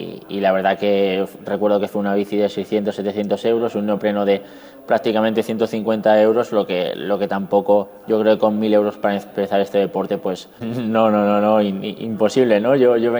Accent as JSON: {"language": "Spanish", "country": "Spain", "said": "Somos los españoles los que podemos comer antes de la prueba con el mejor triatleta de la historia"}